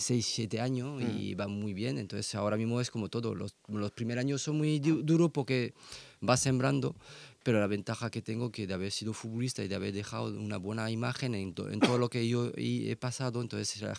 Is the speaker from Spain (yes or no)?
yes; Elche, Valencian Community, Spain; somos de Elche y somos de para apoyar el club